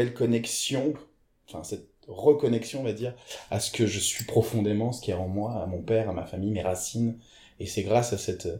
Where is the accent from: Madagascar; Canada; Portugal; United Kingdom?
Portugal; C'est ça, portugaise, c'est important de le dire quand même, parce que je suis portugais.